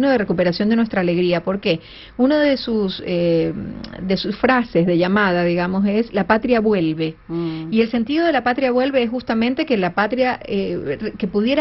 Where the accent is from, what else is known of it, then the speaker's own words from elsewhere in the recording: Ecuador; gracias a todos ustedes por el interés en mi país